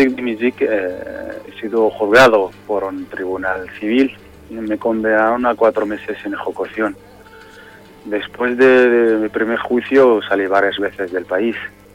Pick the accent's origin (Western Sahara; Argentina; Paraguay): Western Sahara; Laayoune; yo soy de la zona ocupada, soy de la capital del Sahara Occidental, soy de la Ayun. Uh-huh. Nací en los 88